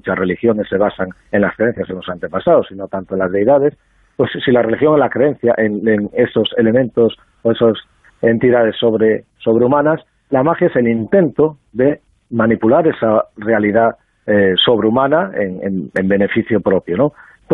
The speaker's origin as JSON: {"language": "Spanish", "region": "Galicia", "country": "Spain", "said": "Sí, claro, soy gallego. Soy antropólogo, pero soy gallego practicante, sí."}